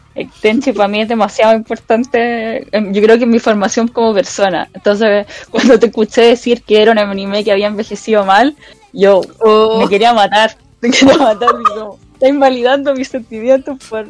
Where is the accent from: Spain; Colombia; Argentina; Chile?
Chile; Santiago, Santiago Metropolitan Region; Yo soy de Santiago, pero por un periodo de mi vida muy breve viví en La Serena.